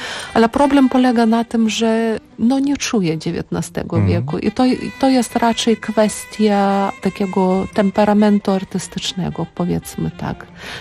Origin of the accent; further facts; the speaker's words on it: Lithuania; Polish is a second language; Jestem Litwinką